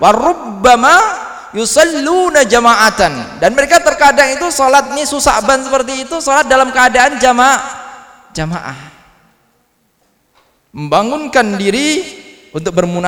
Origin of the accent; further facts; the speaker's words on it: Tulungagung, East Java, Indonesia; daerah saya dulu di Tulungagung itu juga pernah itu